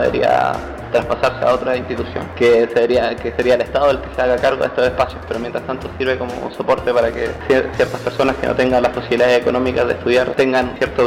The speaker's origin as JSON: {"language": "Spanish", "country": "Chile", "said": "estudiante de Ciencia Política, soy chileno"}